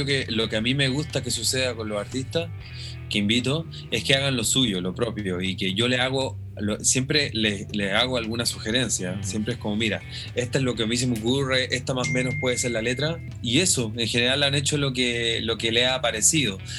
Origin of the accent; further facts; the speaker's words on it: Santiago, Santiago Metropolitan Region, Chile; de Santiago de Chile